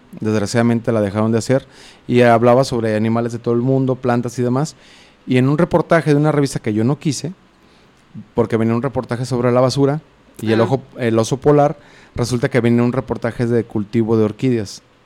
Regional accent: Juanacatlán, Jalisco, Mexico; also born or lived in Guadalajara; Yo nací en San Andrés, en el barrio de San Andrés, aquí en Guadalajara, y me crié en San Antonio Juanacaxtle, municipio de Juanacatlán, Jalisco.

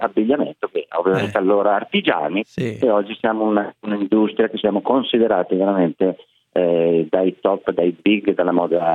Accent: Zumaglia, Piedmont, Italy; moved away; non sono bergamasco, perché io arrivo da un bel paesello che si chiama Zumaglia, che è a 5 km da Biella, e io sono arrivato qua appunto prima del 1970

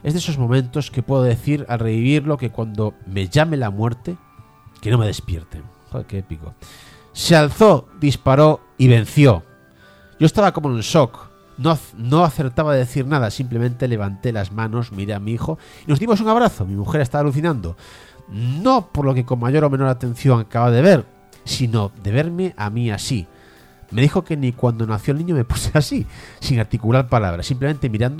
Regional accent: Galicia, Spain; now in Madrid, Spain; Soy un gallego viviendo en Madrid

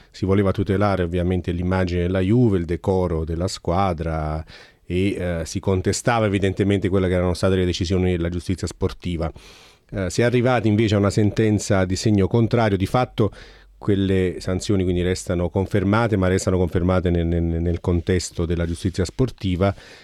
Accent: Trentino-Alto Adige, Italy; accent: South Tyrolean; ma il mio accento del Sud Tirolo, potrebbe già far capire, esatto, che non è così

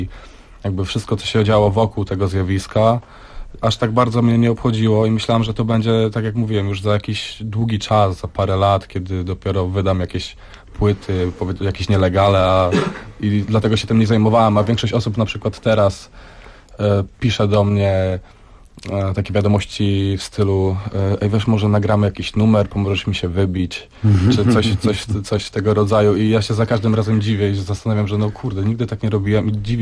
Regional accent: Lubaczów, Subcarpathian Voivodeship, Poland; Ja jestem z Lubaczowa, z miejscowości, która leży na Podkarpaciu.

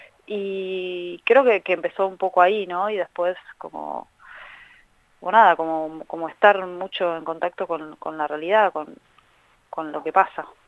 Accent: Carapachay, Buenos Aires Province, Argentina; de Carapachay.

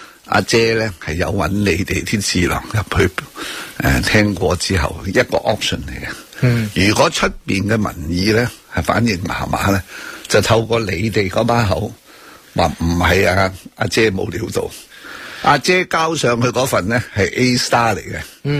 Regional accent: Hong Kong; 你咪应该话俾我哋香港人听啊

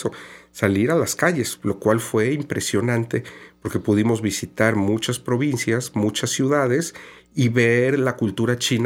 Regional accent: Mexico; Mi participación fue como mexicano, ¿no?

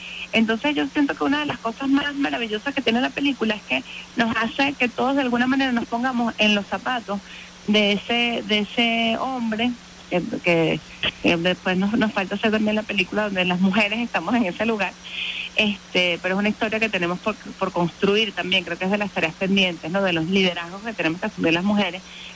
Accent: Venezuela; nos coloca en un lugar privilegiado para como venezolanos valorar todas nuestras capacidades

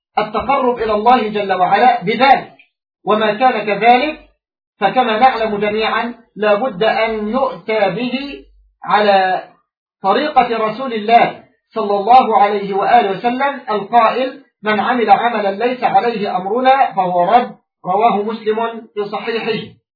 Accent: Egypt; حتى يعني عندنا في مصر للأسف الشديد

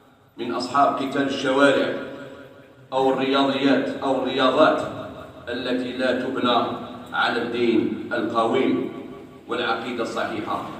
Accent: Algeria; وفي بلادنا الجزائر

